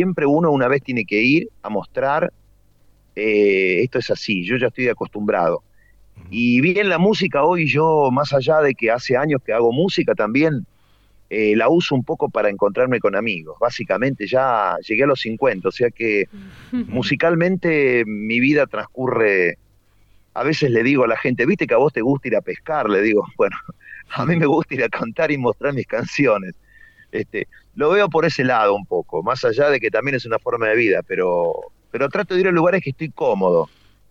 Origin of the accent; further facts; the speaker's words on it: Córdoba, Argentina; Córdoba, estamos a 100 de La Pampa, San Luis, Buenos Aires, estamos en un rinconcito. Por eso no tenemos tonada cordobesa, si bien somos cordobeses, pero estamos muy, muy de Buenos Aires o La Pampa.